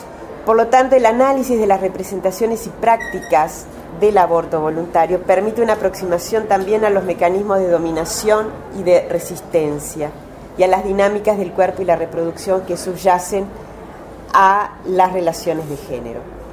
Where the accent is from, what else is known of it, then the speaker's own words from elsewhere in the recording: Uruguay; Yo soy uruguaya, soy antropóloga y soy feminista